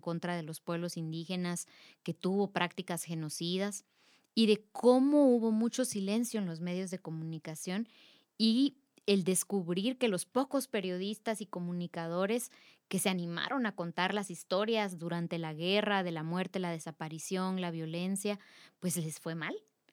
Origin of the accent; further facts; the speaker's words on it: Totonicapán, Guatemala; de Totonicapán, somos electos en asamblea para prestar un servicio a la comunidad.